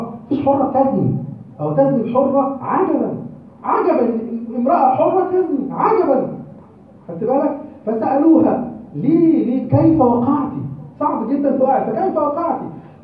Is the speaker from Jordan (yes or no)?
no; Egypt; فبقى في خلل في القضاء المصري عندنا في مصر